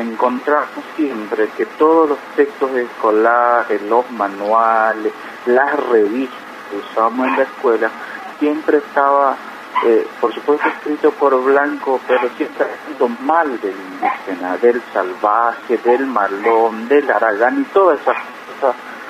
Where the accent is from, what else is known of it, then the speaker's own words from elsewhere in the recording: Colonia Chaco, Chaco, Argentina; yo que nací, me crié en Colonia Chaco